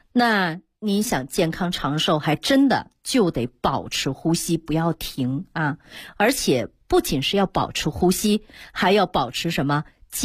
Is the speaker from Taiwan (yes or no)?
no; Northeast China, China; 就是我们东北人讲话叫胯骨轴子啊